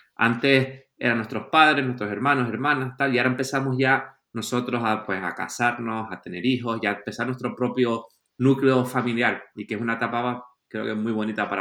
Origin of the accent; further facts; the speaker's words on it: Canary Islands, Spain; moved away; traer lo mejor de la sociedad mía de España o de, como español o como canario.